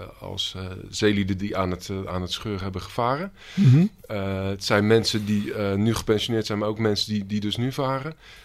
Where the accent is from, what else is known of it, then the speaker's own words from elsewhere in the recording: Rozenburg, South Holland, Netherlands; ik kom zelf uit Rozenburg.